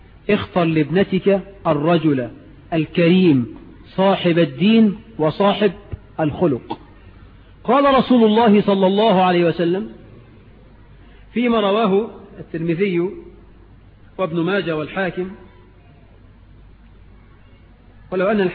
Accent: Egypt; لحد بقى عندنا في مصر 9 مليون عانس عدوا 30 سنة من غير جواز

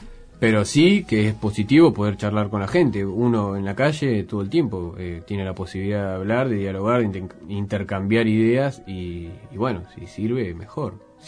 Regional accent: Punta Alta, Buenos Aires Province, Argentina; cerca de donde yo vengo, de Punta Alta. En Bahía Blanca también hubo manifestación y mucha gente. En mi ciudad también hubo, pero bueno, es un pueblo, no hubo tanto.

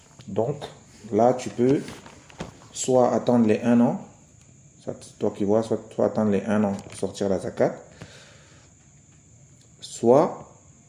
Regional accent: Cameroon; ça, c'est quelque chose qui se fait beaucoup ici chez nous, au Cameroun par exemple.

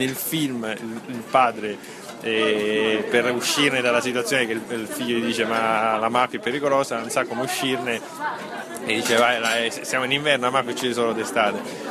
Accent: Palermo, Sicily, Italy; essendo palermitano, forse ho meno paure nel farlo

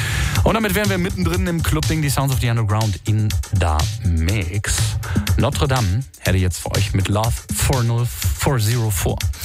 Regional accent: Saarbrücken, Saarland, Germany; Und ich komme noch aus meiner Heimatstadt, aus Saarbrücken.

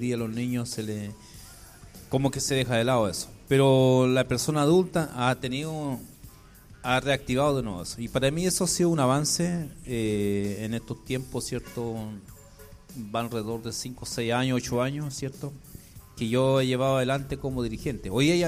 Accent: Araucanía, Chile; yo vengo de la zona del Budi

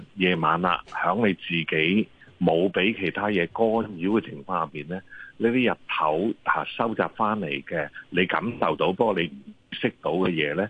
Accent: China; 即係我哋中國人都成日都講嚇，日有所思，夜有所夢啊嚇。

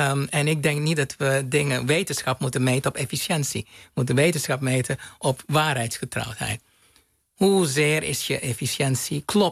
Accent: Aruba; Het was goed. Ik heb genoten van mijn jeugd op Aruba.

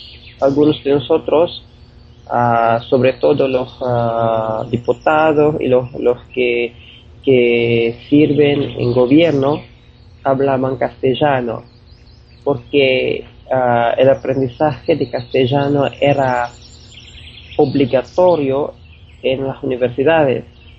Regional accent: Philippines; Spanish is a second language; de las Filipinas. Soy traductor y escritor en castellano.

